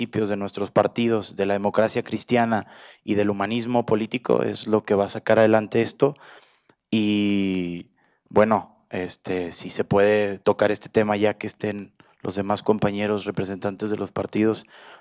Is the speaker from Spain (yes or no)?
no; Mexico; allá en mi país hay una frase